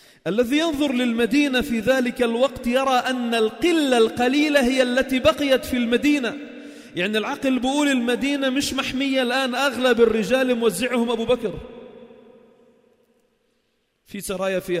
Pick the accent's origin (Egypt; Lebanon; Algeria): Lebanon; Sidon, South Governorate; مقامه الذي مر فيه في الفتوحات كان عندنا في صيدا